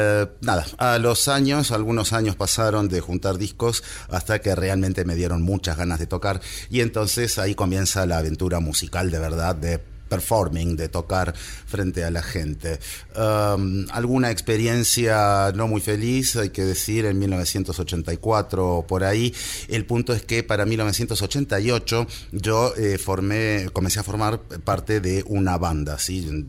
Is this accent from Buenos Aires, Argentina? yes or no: yes; Buenos Aires, Argentina; born there; accent: Argentine, porteño; Nací en Buenos Aires, mi acento argentino, porteño, lo delata.